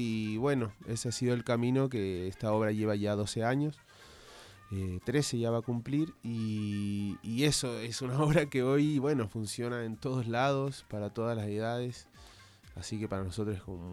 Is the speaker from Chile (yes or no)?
yes; Chile; Yo soy chileno, ella es porteña.